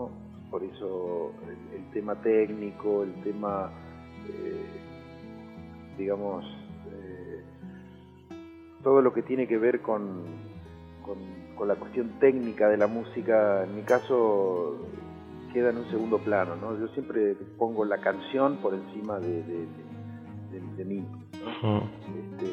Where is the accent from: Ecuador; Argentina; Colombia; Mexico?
Argentina; Pampas; Y a mi tierra, digamos, a mi pampa, ¿no? Al campo